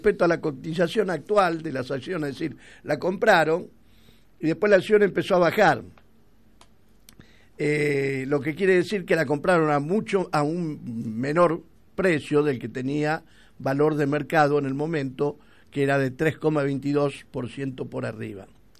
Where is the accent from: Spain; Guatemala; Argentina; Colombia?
Argentina; somos nosotros los argentinos